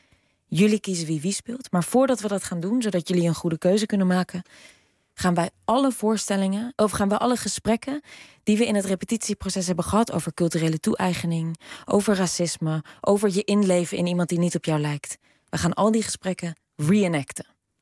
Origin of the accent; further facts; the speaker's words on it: Netherlands; wat wij heel moeilijk vinden, zeker als Nederlanders en zeker in interviews